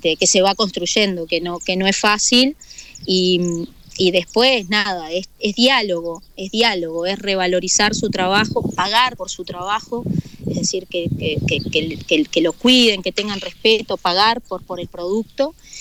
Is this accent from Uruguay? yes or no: yes; La Paloma, Rocha, Uruguay; also born or lived in Montevideo; yo soy de Rocha, nací en Rocha, en La Paloma, viví toda la vida